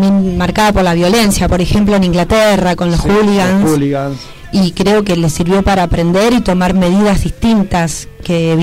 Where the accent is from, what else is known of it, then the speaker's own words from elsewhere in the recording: Argentina; esto que nos caracteriza como argentinos y argentinas